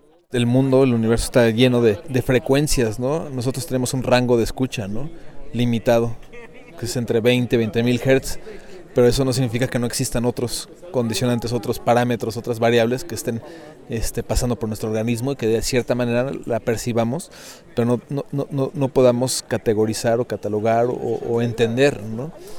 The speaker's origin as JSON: {"language": "Spanish", "region": "Mexico City", "country": "Mexico", "said": "soy de la Ciudad de México, de Tenochtitlan, del mero centro del gran lago urbano."}